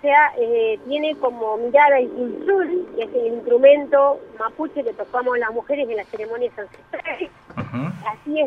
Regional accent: Río Negro, Argentina; yo, que me crié así en un pueblito de Conan y yo, porque yo soy de Río Negro, nací allá

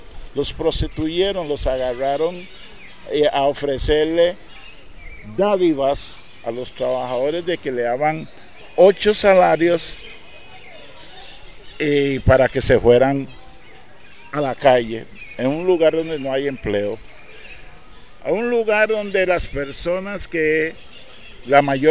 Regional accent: Limón, Costa Rica; No nos ven con ojos que somos costarricenses

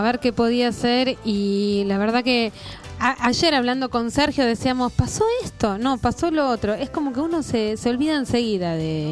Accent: Argentina; A mí me movilizó mucho como argentina, como católica que soy, que nuestro Papa sea argentino.

